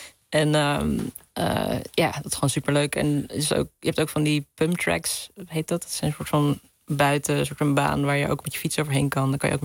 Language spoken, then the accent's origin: Dutch; Hilversum, North Holland, Netherlands; Ik ben opgegroeid hier in de buurt, in de Hilversumse Meent. Het is een heel klein deel wat officieel van Hilversum is, maar het ligt tegen Bussum aan.